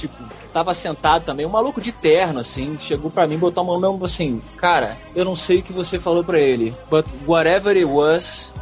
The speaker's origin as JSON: {"language": "Portuguese", "country": "Brazil", "said": "Sou lá do Brasil."}